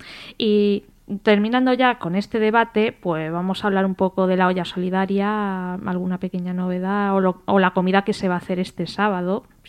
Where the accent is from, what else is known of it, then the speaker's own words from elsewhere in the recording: Spain; también me considero republicana, pero también como española y persona del mundo